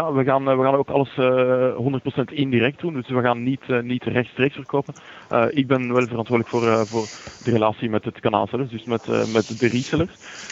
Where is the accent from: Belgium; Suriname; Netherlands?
Belgium; Ik heb namelijk roots in Nederland. Maar ik ben wel geboren en opgegroeid in België.